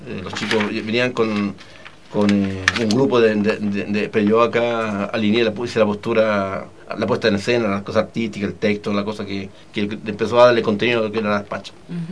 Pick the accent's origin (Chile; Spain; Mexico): Chile; born there; yo soy hijo de pampino, viejo, nací en La Pampa y contaban historia.